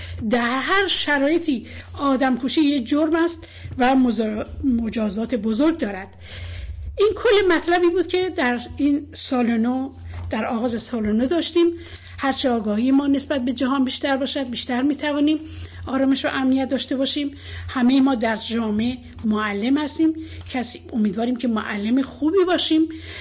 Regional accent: Iran; تلاش و کوشش ما به عنوان یک ایرانی برای سازندگی بهتر در جامعه است

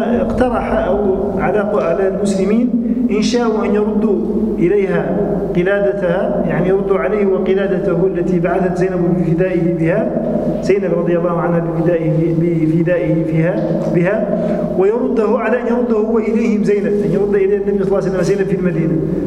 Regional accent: Tunisia; كما عندنا في تونس الآن في بعض الحالات العقد المدني الآن مثلا يخالف الشريعة في كثير من الأمور

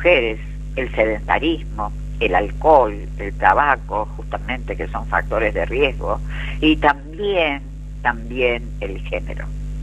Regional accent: Buenos Aires, Argentina; en mi país, Argentina, en el que, como sabrán, coordino estos grupos de mujeres libres de violencia a partir de la provincia de Buenos Aires, en un distrito de General San Martín

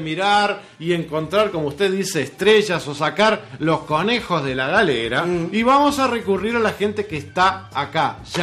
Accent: Uruguay; Y vamos a entrar en otro tema que nos concierne a todos como uruguayos.

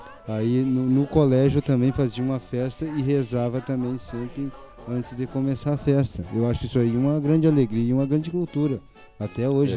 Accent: Rio Grande do Sul, Brazil; born there; aqui no Rio Grande do Sul, onde eu nasci.

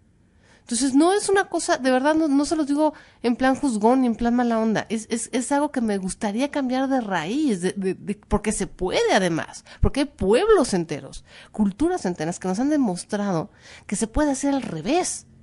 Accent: Mexico

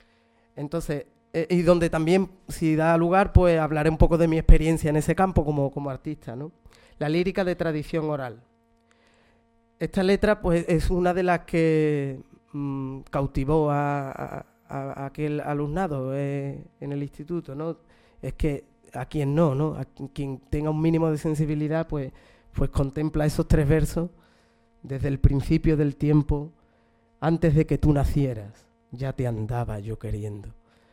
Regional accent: Jerez de la Frontera, Andalusia, Spain; Simplemente de niño, cosa muy natural en Jerez, me topé con el flamenco

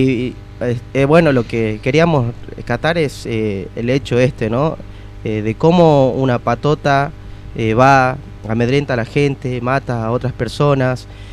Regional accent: Jujuy, Argentina; yo, siendo jujeño, lo vivo día a día.

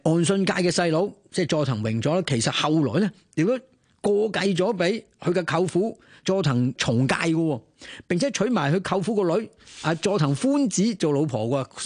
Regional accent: Hong Kong; 系我哋香港人冇办法想象到嘅

